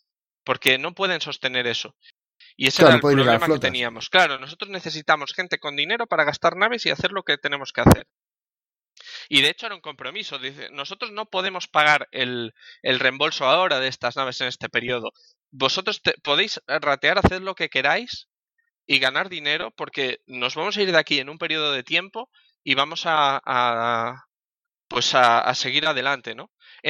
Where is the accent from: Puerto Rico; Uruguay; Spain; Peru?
Spain; Madrid, Community of Madrid; Él es de Portland, en Estados Unidos, yo soy de Madrid.